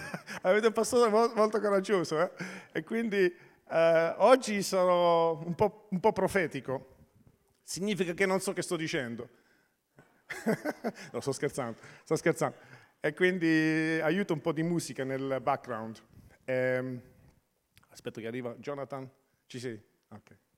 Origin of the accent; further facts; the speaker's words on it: Taranto, Apulia, Italy; sono di Taranto e sono cresciuto con l'italiano. Mia madre è francese, mia moglie è inglese, i miei figli sono nati in Austria.